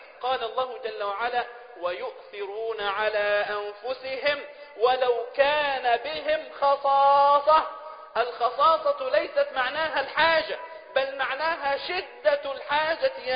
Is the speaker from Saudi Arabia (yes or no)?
no; Egypt; يعني احنا لو عندنا في مصر في هذه الأيام أكبر ثروة اقتصادية في العالم